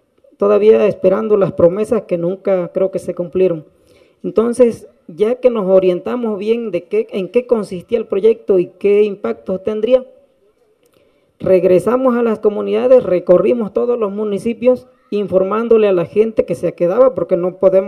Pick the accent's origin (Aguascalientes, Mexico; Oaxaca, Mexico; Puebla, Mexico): Oaxaca, Mexico; Tataltepec; Cada comunidad agraria, en el caso de Tataltepec, de donde yo vengo representando, se hizo una asamblea general, porque allá así se hace